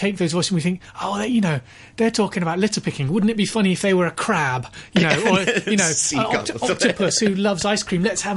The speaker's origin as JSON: {"language": "English", "town": "Bristol", "region": "South West England", "country": "United Kingdom", "tie": "born or raised there", "said": "Is my hometown, and Gromit's hometown for the studio."}